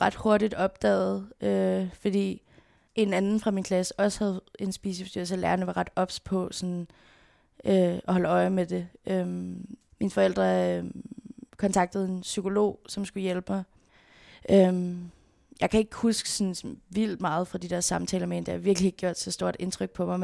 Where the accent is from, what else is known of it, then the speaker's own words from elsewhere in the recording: Frederiksberg, Capital Region, Denmark; born there; Jeg blev født på Frederiksberg Hospital. Mine forældre boede i en lille lejlighed på Vesterbro